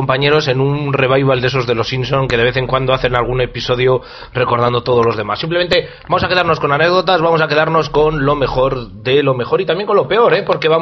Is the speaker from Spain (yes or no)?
yes; Burgos, Castile and León, Spain; más que de Gamonal, tú que y yo somos de Capiscol